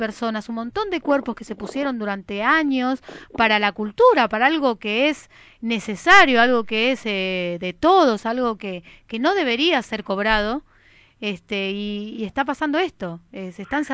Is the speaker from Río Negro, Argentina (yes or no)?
no; Buenos Aires, Argentina; vamos a todos desde Capital, todos los que somos de Capital